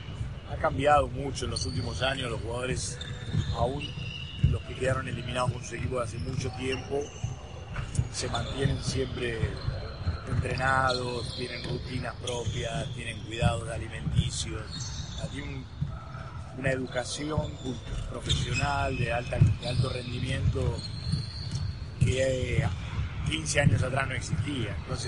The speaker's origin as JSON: {"language": "Spanish", "country": "Argentina", "said": "Y pero no te olvides que somos argentinos, digamos."}